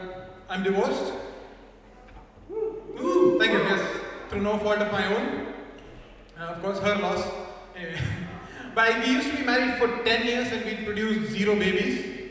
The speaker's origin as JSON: {"language": "English", "country": "India", "said": "I'm also from India, where all the people come from."}